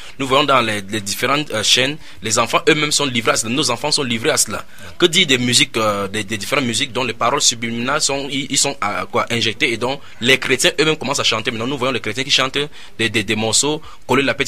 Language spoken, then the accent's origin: French; Douala, Littoral, Cameroon; vous entendez … je suis de Douala au Cameroun.